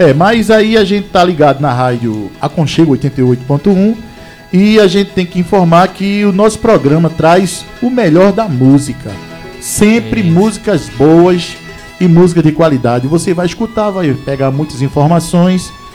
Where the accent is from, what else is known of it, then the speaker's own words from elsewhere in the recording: Brazil; apesar de estarmos longe, mas somos brasileiros